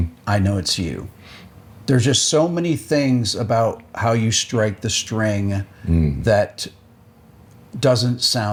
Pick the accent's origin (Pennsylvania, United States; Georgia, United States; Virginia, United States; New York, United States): New York, United States; Rochester; I interviewed Steve last year, and we're both from Rochester, New York, originally.